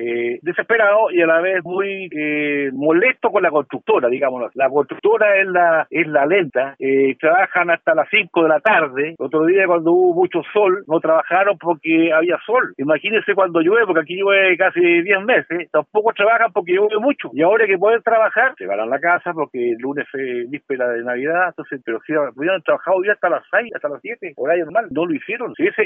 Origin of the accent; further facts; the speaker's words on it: Rahue, Los Lagos, Chile; Porque somos de Rahue, no nos merecemos eso.